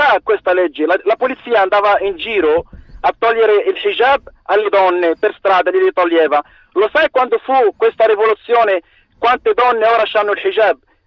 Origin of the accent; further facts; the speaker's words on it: Morocco; Italian is a second language; anch'io sono del Marocco.